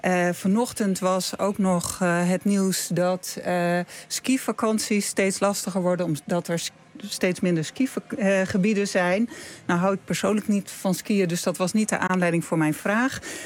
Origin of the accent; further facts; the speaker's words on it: Friesland, Netherlands; Ik ben opgegroeid in Friesland.